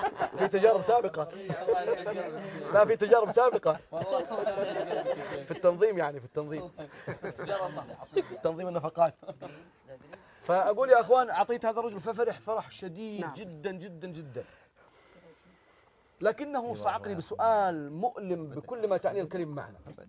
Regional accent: Jeddah, Makkah Province, Saudi Arabia; فإحنا عندنا في جدة لها اسم ثاني

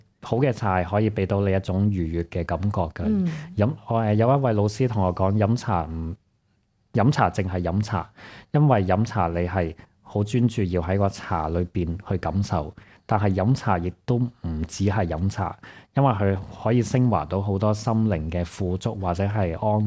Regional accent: Hong Kong; 又或者係有時我哋香港人體質偏寒啦，偏寒涼啦

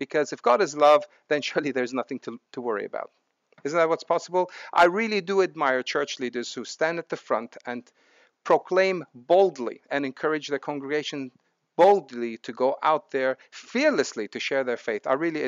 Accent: Lebanon; I was brought up in Lebanon. Most people were dying from guns, bombs, and snipers.

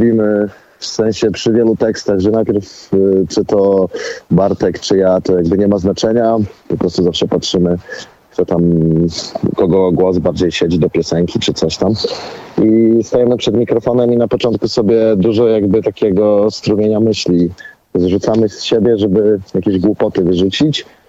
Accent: Olsztyn, Warmian-Masurian Voivodeship, Poland; Ja akurat pochodzę z Olsztyna, gdzie jest 16 jezior.

